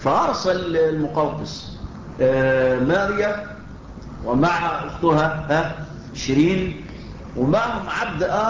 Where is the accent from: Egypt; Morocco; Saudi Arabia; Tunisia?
Egypt; كان على الإسكندرية عندنا في مصر، في مصر.